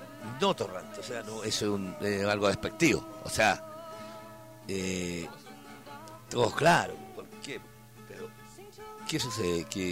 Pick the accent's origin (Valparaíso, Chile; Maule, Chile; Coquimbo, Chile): Valparaíso, Chile; somos porteños todos, pero como le digo, es un cerro especial.